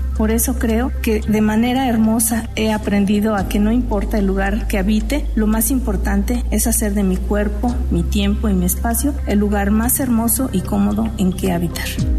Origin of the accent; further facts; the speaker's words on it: Puebla, Mexico; also born or lived in Mexico City; Para mí siempre ha sido difícil reconocerme de un lugar, de un solo lugar, porque nací en el DF, crecí en el estado de Puebla. Hace 22 años que vivo en la ciudad de Puebla y en la misma ciudad he sido nómada todo el tiempo.